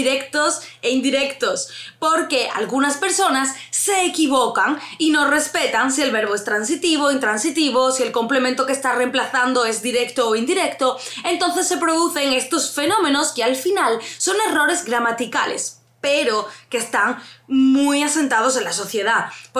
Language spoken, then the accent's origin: Spanish; Andalusia, Spain; para mí, siendo andaluza, suena fatal, pero para ellos es algo habitual.